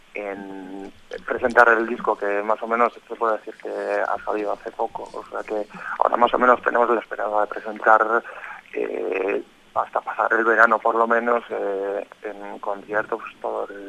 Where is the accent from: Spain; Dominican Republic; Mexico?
Spain; Amorebieta, Basque Country; por nuestra zona, que somos de Amorebieta, de alrededor